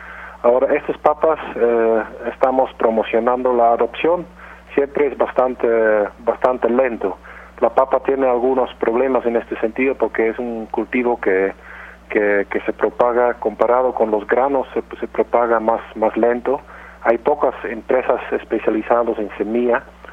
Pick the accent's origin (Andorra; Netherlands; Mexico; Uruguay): Netherlands; Spanish is a second language; moved away as an adult; now in Peru; Yo soy de origen de Holanda, pero tengo cerca de 15 años trabajando en el Perú.